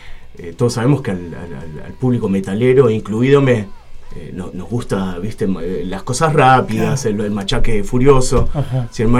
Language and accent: Spanish; Berazategui, Buenos Aires Province, Argentina; Él es de Monte Grande y yo soy de Brazate.